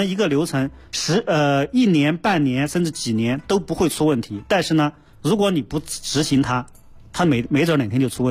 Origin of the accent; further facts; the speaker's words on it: China; 我们中国人绝大多数人吃肉啊，吃蔬菜啊，都是会洗过以后加热之后才吃的